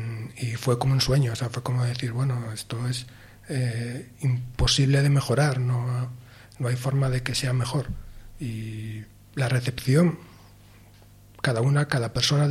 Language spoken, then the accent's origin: Spanish; Soria, Castile and León, Spain; born there; also born or lived in Asturias; No, yo nací en Soria. Ajá. Sí, en Soria, en Soria.